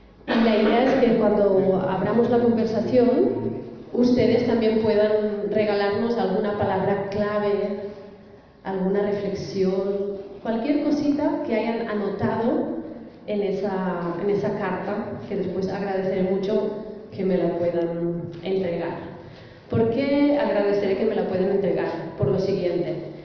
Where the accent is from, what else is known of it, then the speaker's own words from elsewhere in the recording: Barcelona, Catalonia, Spain; now in Colombia; Yo, por ejemplo, llevo ya 4 años viviendo en Colombia, soy catalana, de Barcelona